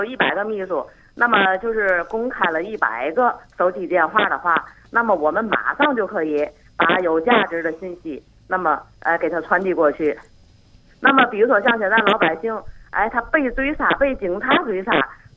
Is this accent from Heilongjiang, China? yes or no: no; Tianjin, China; 我来自天津。